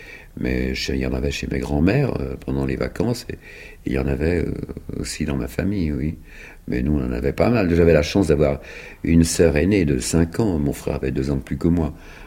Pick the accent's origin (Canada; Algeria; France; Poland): France; Bègles, Nouvelle-Aquitaine; je suis né à Bègles, dans la banlieue de Bordeaux. On avait un grand jardin, et dans ce grand jardin, j'avais 3 ans et demi quand les Américains sont arrivés en 1917. Je suis né en février 1914.